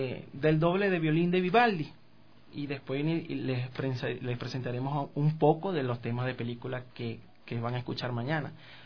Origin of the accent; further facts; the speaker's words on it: Venezuela; Y mis inicios, bueno, fueron en Venezuela. Yo soy venezolano.